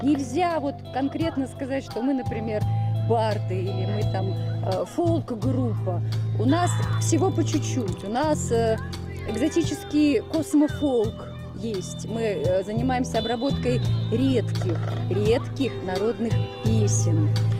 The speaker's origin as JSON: {"language": "Russian", "country": "Belarus", "tie": "born or raised there", "said": "Это проявляется так, что я родом из Белоруссии"}